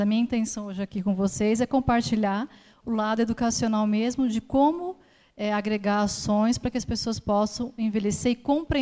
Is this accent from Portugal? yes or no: no; São Paulo, Brazil; born there; now in Campinas, Brazil; eu sou de Campinas, Nasci aqui em São Paulo, mas moro lá já há 20 anos.